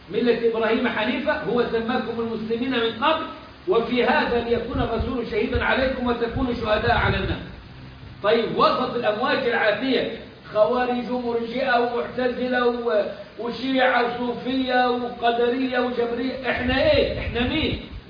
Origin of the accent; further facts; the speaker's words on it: Upper Egypt, Egypt; اعتبروا مصر تحت باطهم زي ما بيقولوا عندنا في الصعيد